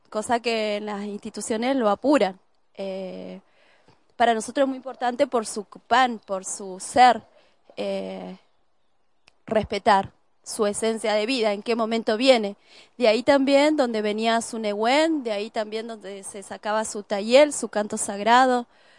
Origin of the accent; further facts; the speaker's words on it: Cutral Có, Neuquén, Argentina; born there; now in General Roca, Argentina; nací en Cutralcó y vivo hace 14 años en Fisquemenuco, que así lo llamamos antiguamente, lo mal llamado General Roca.